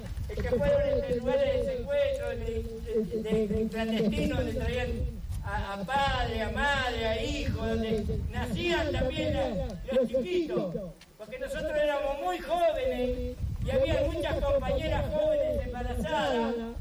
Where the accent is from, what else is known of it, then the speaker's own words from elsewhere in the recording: La Plata, Buenos Aires Province, Argentina; Nosotros en La Plata, yo vengo de La Plata, vivo en La Plata.